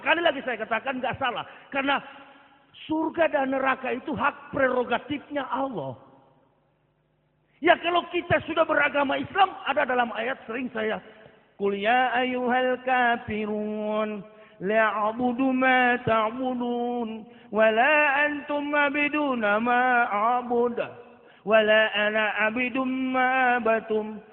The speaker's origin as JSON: {"language": "Indonesian", "town": "Manado", "region": "North Sulawesi", "country": "Indonesia", "said": "Saya orang Manado asli. Asli kapir, begitu."}